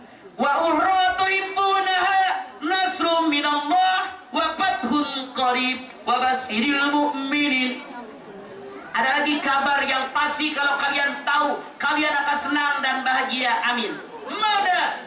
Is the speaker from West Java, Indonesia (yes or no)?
yes; Ciamis, West Java, Indonesia; Saya orang Ciamis, bukan orang Cilacap tuh.